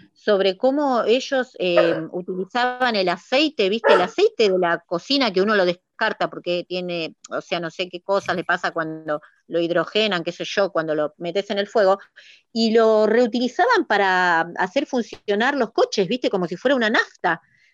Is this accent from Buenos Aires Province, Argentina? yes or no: yes; Hurlingham, Buenos Aires Province, Argentina; yo soy de Hurlingham, Silvia, y tenemos la escuela industrial de acá